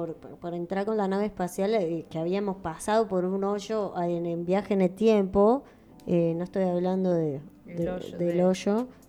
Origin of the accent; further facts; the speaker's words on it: Uruguay; now in Paraguay; yo, que casi que soy paraguaya, porque me alejé tanto de Uruguay que casi que soy paraguaya